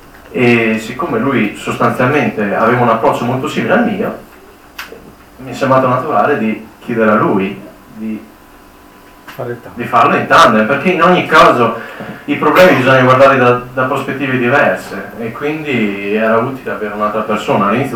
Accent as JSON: {"language": "Italian", "region": "Trentino-Alto Adige", "country": "Italy", "said": "Perché sono trentino e serviva qualcuno del luogo."}